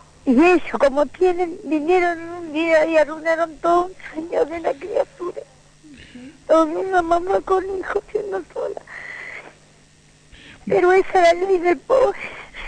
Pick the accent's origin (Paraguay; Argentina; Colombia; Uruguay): Argentina; Como Argentina, yo no puedo ir a otro país porque mi país es este. Y acá voy a morir.